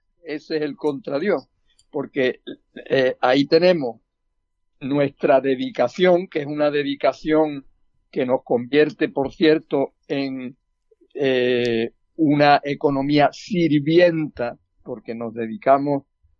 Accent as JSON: {"language": "Spanish", "region": "Andalusia", "country": "Spain", "said": "como andaluz me preocupa también que estemos aquí terminando con esa fuente de la vida que es el agua"}